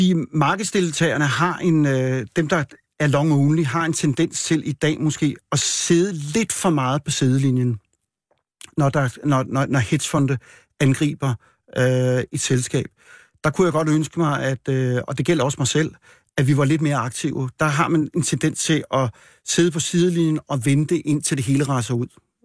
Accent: Frederikshavn, North Denmark Region, Denmark; born there; Jeg er født i Frederikshavn, men jeg har aldrig boet der.

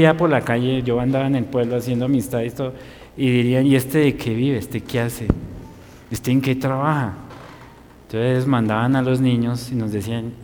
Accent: Colombia; Y más por ser colombianos, ¿no?

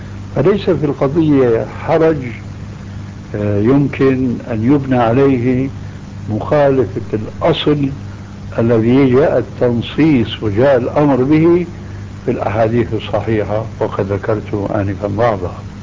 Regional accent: Syria; كما يقول عندنا في الشام

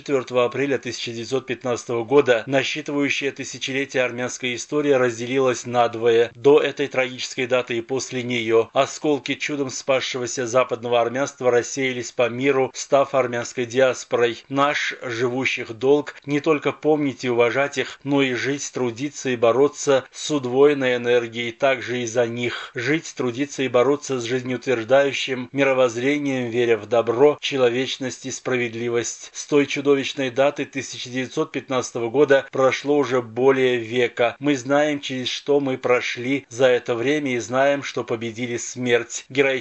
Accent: Armenia; Миру мы должны сказать, что мы армяне, мы должны жить.

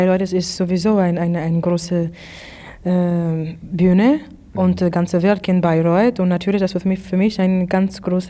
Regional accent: St. Louis, Missouri, United States; born there; German is a second language; Ich bin in St. Louis, Missouri geboren, ja. in United States.

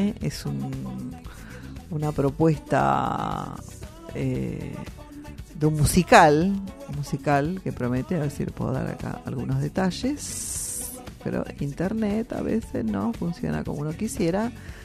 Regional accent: Avellaneda, Buenos Aires Province, Argentina; born there; Yo no nací en Quilmes, yo nací en Avellaneda, Hospital Fino Quieto.

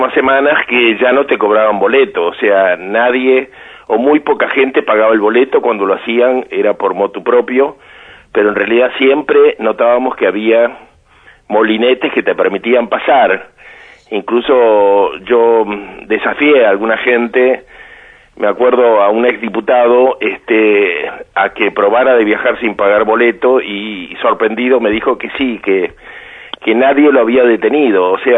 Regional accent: Argentina; mi primera reacción, como muchísimos argentinos, ha sido la de la indignación.

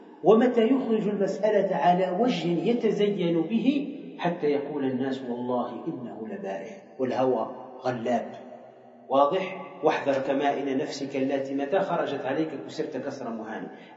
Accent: Tunisia; وإحنا عندنا في تونس نفس الشيء

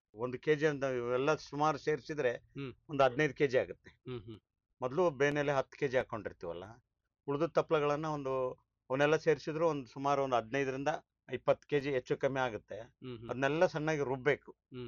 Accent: Dambralli, Karnataka, India; ಕೊಪ್ಪಳ ತಾಲೂಕು, ಕೊಪ್ಪಳ ಜಿಲ್ಲಾ.

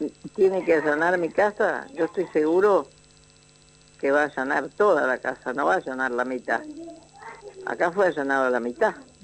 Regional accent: Misiones, Argentina; Yo vengo de la selva de Misiones, donde apenas tengo una primaria

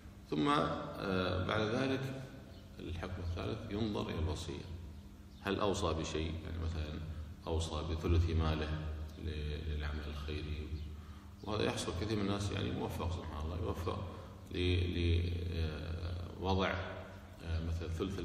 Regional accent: Kuwait; احنا عندنا في الكويت الحمد لله البلدية تشيل كل شيء الكفان

